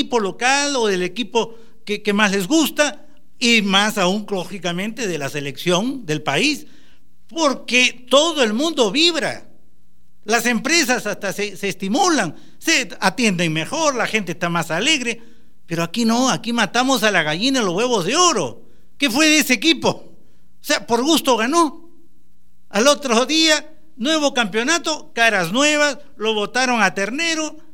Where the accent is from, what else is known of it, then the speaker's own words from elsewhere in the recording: Cusco, Peru; vi cómo un equipo de mi tierra, un equipo provinciano, con mezcla de todas las sangres, porque no eran todos cusqueños